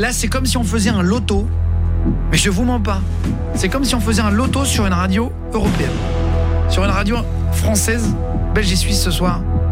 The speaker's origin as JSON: {"language": "French", "town": "Le Barcarès", "region": "Occitanie", "country": "France", "said": "Je suis de Barcarès"}